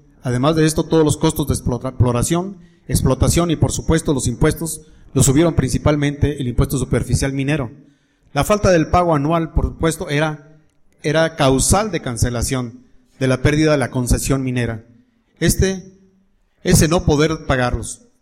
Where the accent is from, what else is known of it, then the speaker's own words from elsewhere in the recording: Mexico; ¿qué se debía hacer como mineros mexicanos?